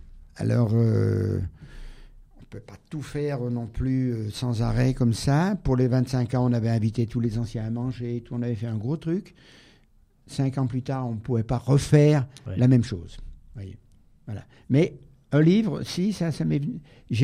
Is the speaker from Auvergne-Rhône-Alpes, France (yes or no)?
yes; Auvergne-Rhône-Alpes, France; Oui, je suis du Pays de Gex.